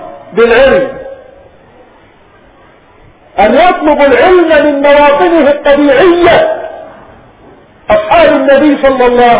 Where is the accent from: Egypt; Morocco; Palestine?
Palestine; توفي في بلادنا فلسطين، قالوا وقبره ربما يكون في الأغوار من بلادنا